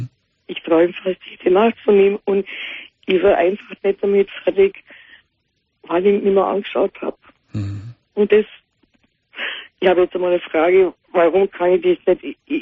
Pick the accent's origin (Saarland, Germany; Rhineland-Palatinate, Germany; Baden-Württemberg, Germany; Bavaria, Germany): Bavaria, Germany; Ja, ich komme aus Bayern.